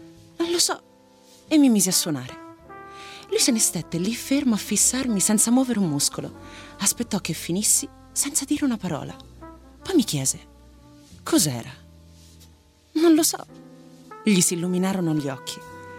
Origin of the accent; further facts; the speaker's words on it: Rome, Lazio, Italy; Ma sì, Ponte Mammolo, Re Bibbia.